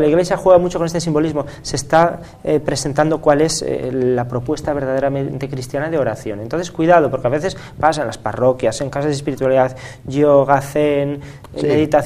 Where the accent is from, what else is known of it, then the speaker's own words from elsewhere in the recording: Spain; yo como español tengo que citarla